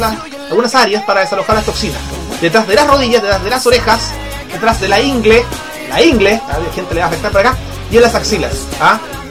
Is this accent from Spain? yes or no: no; Chile; uno se da cuenta de cómo somos los chilenos.